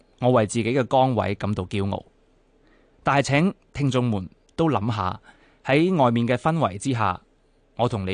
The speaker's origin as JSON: {"language": "Chinese", "country": "Hong Kong", "said": "香港是我的家，然而在过去我作为香港人30年有多的生涯里面"}